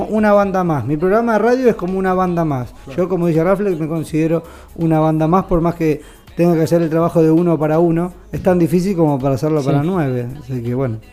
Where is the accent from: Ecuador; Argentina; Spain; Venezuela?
Argentina; Buenos Aires; Bueno, soy de Buenos Aires, el foco de producción casi siempre es en la Capital Federal